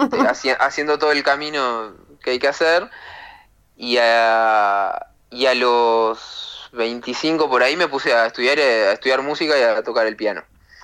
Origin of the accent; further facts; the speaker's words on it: Montevideo, Uruguay; He vivido en muchos lugares, o sea, cuando era niño adolescente viví en Aguada, en el centro, en Positos, en Punta Carretas, después de joven viví en El Prado, viví en Capurro, viví en Jacinto